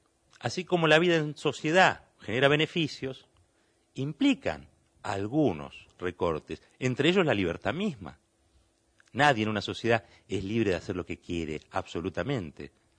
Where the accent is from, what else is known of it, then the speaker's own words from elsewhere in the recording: Argentina; ¿Somos solidarios los argentinos?